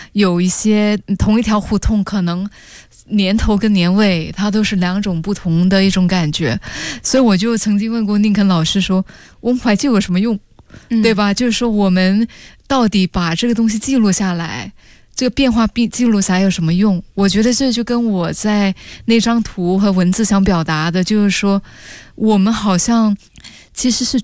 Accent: Singapore; 我是新加坡人啊，可是我知道我拍新加坡的话，它就只是新加坡的故事

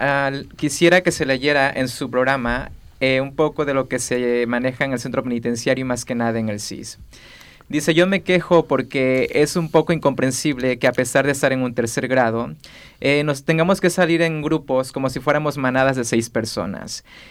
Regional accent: Mexico; Bueno, rolota, como yo soy mexicano, quiero decir que rolota es canción, música, ¿vale?

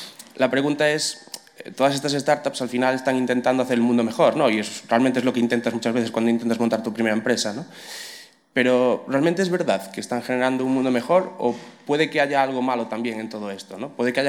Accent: Galicia, Spain; first language Galician; Spanish is a second language; Me da igual, yo soy gallego hablante.

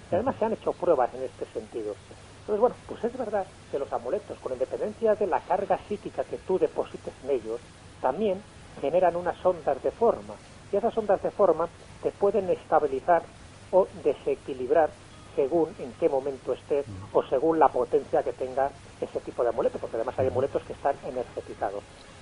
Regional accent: Valderas, Castile and León, Spain; que es la patrona de mi pueblo, un pueblo de León, de Valderas.

